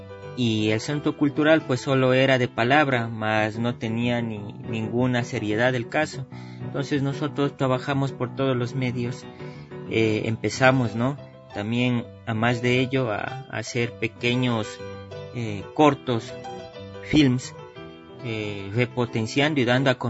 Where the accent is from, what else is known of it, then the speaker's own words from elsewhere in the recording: Cumbayá, Pichincha, Ecuador; si yo soy de Cumbayá y tengo esta oportunidad hoy de prepararme, ¿por qué no puedo aportar a mi parroquia, al lugar donde nací, al lugar donde son mis padres?